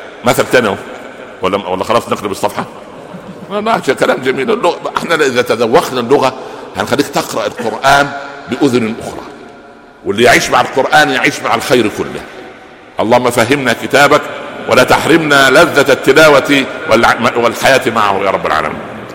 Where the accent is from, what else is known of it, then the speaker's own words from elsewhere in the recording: Minya Governorate, Egypt; البهنسة دي عندنا في المنيا في الصعيد